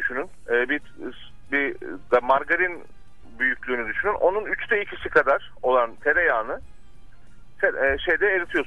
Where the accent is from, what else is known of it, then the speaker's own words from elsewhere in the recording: Trabzon, Turkey; Ben Karadenizliyim. Ben Trabzonluyum.